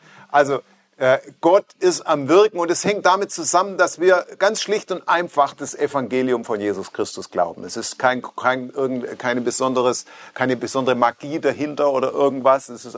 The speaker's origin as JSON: {"language": "German", "town": "Stuttgart", "region": "Baden-Württemberg", "country": "Germany", "said": "Ich komme nicht aus Amerika, ich komme aus Stuttgart."}